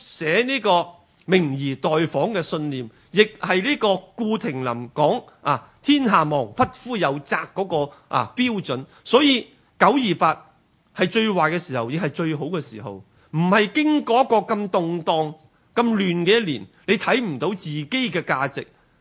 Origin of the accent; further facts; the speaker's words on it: Hong Kong; 我哋香港人系咪醉生梦死大碗酒大块肉，去下旅行食下自助餐。